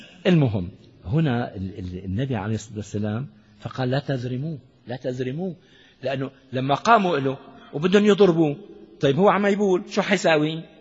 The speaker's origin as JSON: {"language": "Arabic", "country": "Syria", "said": "يعني وزير من الوزراء عندنا في سوريا"}